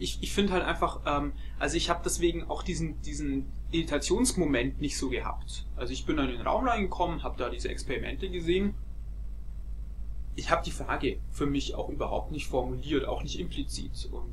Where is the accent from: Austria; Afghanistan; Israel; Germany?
Germany; Augsburg, Bavaria; Ja, ich komme aus Augsburg, was man vermutlich auch hört. Bayern.